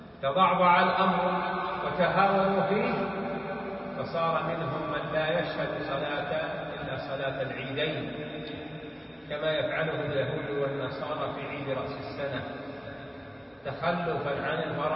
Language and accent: Arabic; Saudi Arabia; ولهذا في بلادنا المملكة العربية السعودية